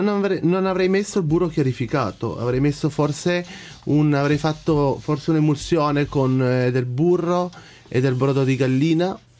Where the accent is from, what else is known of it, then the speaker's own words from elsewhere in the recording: Piedmont, Italy; contando che da buon piemontese non ci vedo molto il pesce con il tartufo